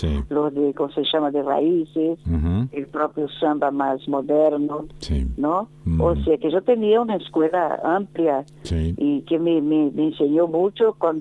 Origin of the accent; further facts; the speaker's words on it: Salvador, Bahia, Brazil; Spanish is a second language; now in Rio de Janeiro, Brazil; yo me cambié, me vine de Salvador, Bahía, y me instalé en Río de Janeiro.